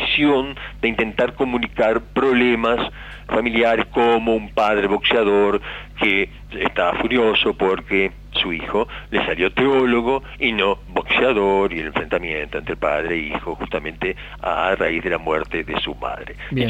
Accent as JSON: {"language": "Spanish", "country": "Uruguay", "said": "yo soy auténticamente uruguayo, le digo por aquellos que piensan que soy uruguayo, y además de origen napolitano, no pude ser italiano."}